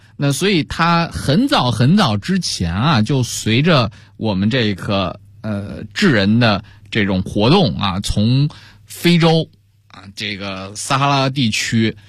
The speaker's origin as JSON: {"language": "Chinese", "country": "China", "said": "那我们东方人，特别是我们中国人，对于水果的评价啊，第一要素就是这东西甜不甜啊。"}